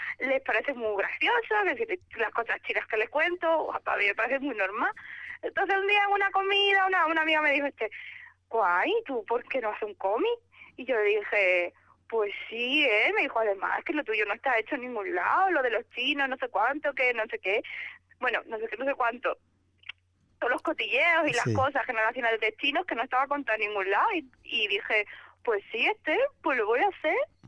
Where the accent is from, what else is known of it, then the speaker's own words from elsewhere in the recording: Málaga, Andalusia, Spain; also born or lived in Algeciras; Sí, en Algeciras, aunque yo toda mi vida la pasaba en Málaga, en Algeciras allí nos mudamos para Málaga, así que soy gaditana de nacimiento, malagueña de corazón.